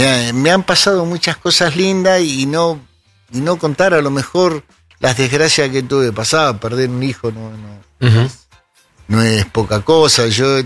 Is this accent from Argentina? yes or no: yes; Buenos Aires, Argentina; Donde me crié, en Parque de los Patricios. Uh-huh. Me crié ahí, después con el tiempo de grande chico, mis padres se mudaron para José Mármol.